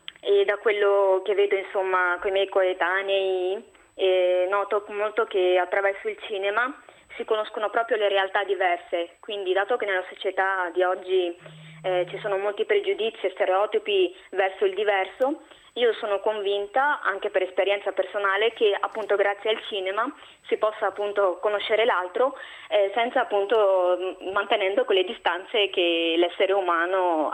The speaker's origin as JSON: {"language": "Italian", "country": "Morocco", "said": "io sono del Marocco, maghrebina."}